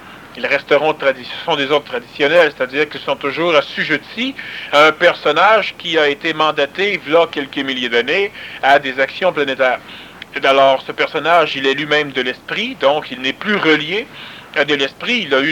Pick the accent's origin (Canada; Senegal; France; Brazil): Canada; Quebec; born there; Je ne dis pas ça parce que je suis né au Québec, mais je suis né au Québec parce que ça va se passer ici.